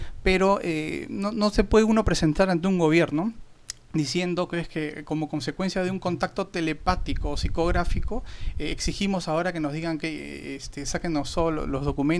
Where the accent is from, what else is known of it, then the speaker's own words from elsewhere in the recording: Peru; Acá en mi país, en Perú, pues no tenemos un buen antecedente